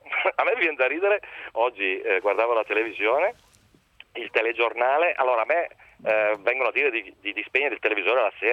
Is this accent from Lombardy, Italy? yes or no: yes; Brescia, Lombardy, Italy; io sono di Brescia, ho giocato nel Brescia 14 anni.